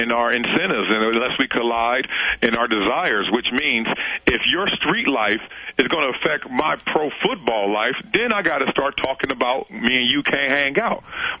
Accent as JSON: {"language": "English", "town": "Compton", "region": "California", "country": "United States", "tie": "born or raised there", "said": "I grew up in Compton"}